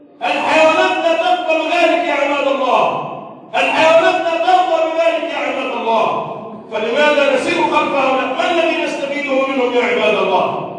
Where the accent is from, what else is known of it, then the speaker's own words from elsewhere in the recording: Egypt; اللهم احفظ بلدنا مصر